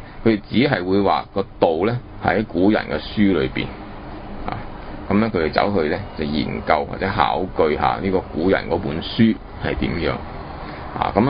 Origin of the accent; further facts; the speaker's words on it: China; 咁我哋中國人開出另外一種